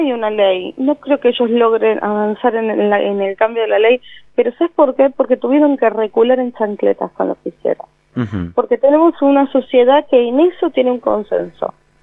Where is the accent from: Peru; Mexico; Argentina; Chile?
Argentina; Quilmes, Buenos Aires Province; also born or lived in Avellaneda; yo soy de Quilmes. Me crié mi infancia en Quilmes, mi adolescencia en Avellaneda.